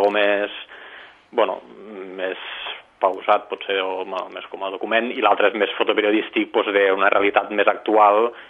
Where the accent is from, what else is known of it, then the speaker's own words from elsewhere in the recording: Lleida, Catalonia, Spain; also born or lived in Barcelona; quan vaig vindre a estudiar aquí a Barcelona, jo soc de Lleida, nascut aquí a Barcelona, però soc de Lleida tota la vida, doncs vaig vindre cap aquí